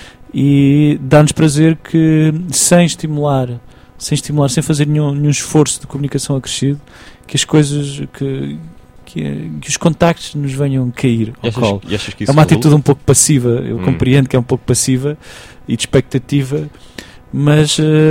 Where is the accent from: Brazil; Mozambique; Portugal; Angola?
Portugal; Tomar, Santarém; Sou natural de Tomar.